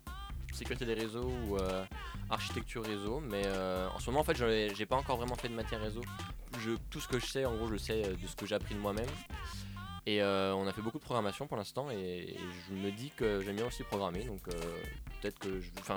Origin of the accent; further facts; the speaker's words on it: Dijon, Bourgogne-Franche-Comté, France; je viens de Dijon, moi. Je suis à la fac de Dijon, Université de Bourgogne, en deuxième année de licence informatique.